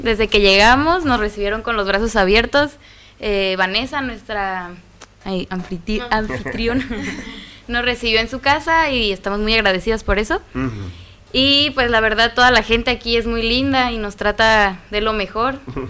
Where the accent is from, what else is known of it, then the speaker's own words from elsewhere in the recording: Baja California Sur, Mexico; Yo soy de Baja California Sur.